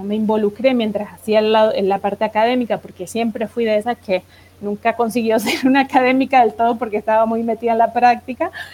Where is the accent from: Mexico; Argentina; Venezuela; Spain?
Argentina; moved away as an adult; also born or lived in Brazil; yo salí de Argentina y me fui a Brasil en el 2002, como en septiembre, y ahí en Brasil, bueno, hice una maestría